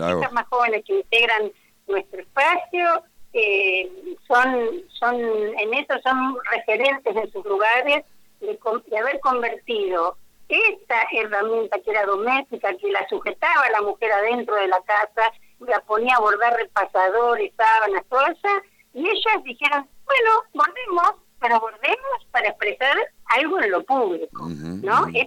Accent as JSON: {"language": "Spanish", "region": "Buenos Aires", "country": "Argentina", "said": "En general, yo soy bonaerense, la gestión nacional"}